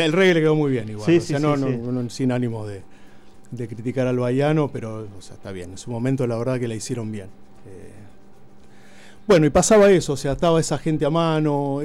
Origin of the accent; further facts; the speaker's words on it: Buenos Aires, Argentina; crecí en Buenos Aires, capital. Me puedo definir como un palermitano, o sea, el barrio donde hice mis travesuras y andanzas hasta cierta edad de mi vida fue Palermo